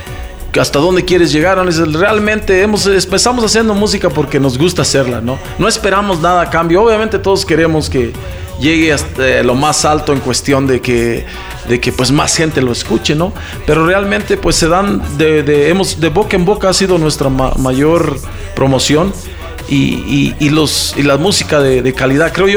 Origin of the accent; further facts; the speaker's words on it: Mexico; now in United States; somos mexicanos, pero radicamos en Estados Unidos.